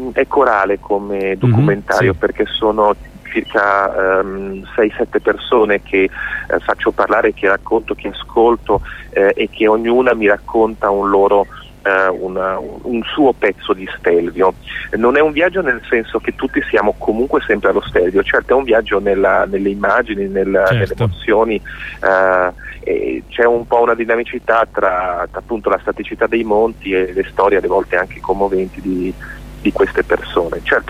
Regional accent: Lombardy, Italy; io vengo dalla Valtellina

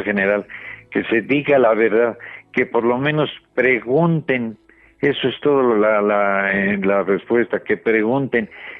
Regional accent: Mexico; le comunico que me siento honrado como mexicano

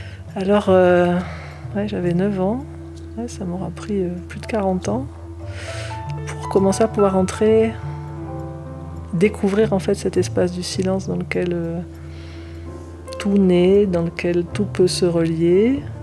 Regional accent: south of France, France; Je suis du Sud, avec un papa marseillais, une maman rémoise, mais qui avait une sacrée tchatche.

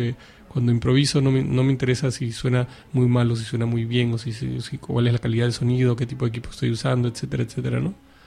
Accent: Lima, Peru; moved away as an adult; now in Barcelona, Spain; Pues yo crecí en Lima, ¿no? Crecí en Perú. Y originalmente soy de aquí, de Barcelona, pero desde los 7 años hasta los 24 años viví en el Perú, ¿no?

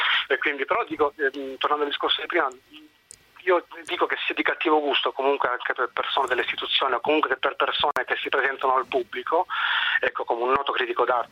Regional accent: Sicily, Italy; Io sono siciliano e quindi tutti quanti sanno quale parola noi usiamo per intercalare i discorsi

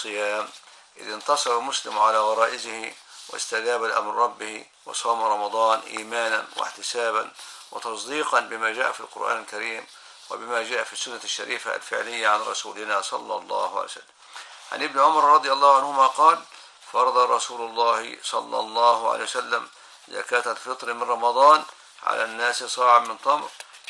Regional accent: Egypt; وهذا معروف عندنا في مصر

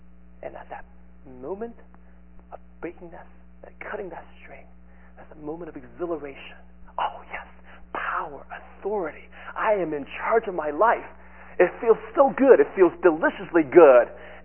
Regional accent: Taiwan; When I was growing up in Taiwan in elementary schools, our crafts usually consist of, this is kind of a country bumpkin school.

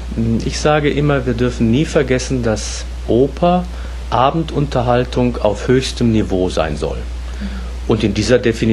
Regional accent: Hagen, North Rhine-Westphalia, Germany; born there; Gebürtig in Hagen in Westfalen, südlich von Dortmund ungefähr.

